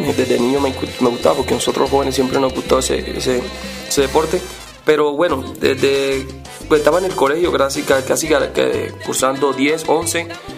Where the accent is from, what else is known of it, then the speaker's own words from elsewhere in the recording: Cartagena, Bolívar, Colombia; soy de Cartagena, Colombia, ya que es costa y la costa por lo general lleva su swing